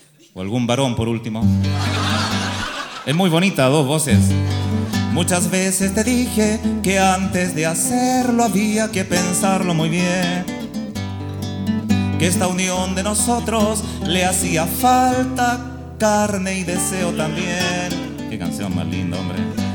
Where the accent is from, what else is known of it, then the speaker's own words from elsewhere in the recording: Chile; Somos soñadores, los chilenos soñamos